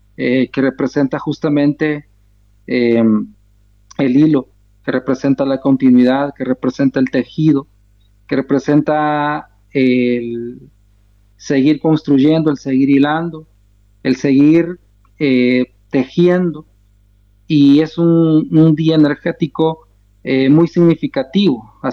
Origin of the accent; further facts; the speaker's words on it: El Salvador; soy de estirpe Nunahualca. Un pueblo que pues ha batallado desde siempre ante muchas situaciones que enfrentamos como pueblos originarios en los territorios de lo que ahora se llama El Salvador.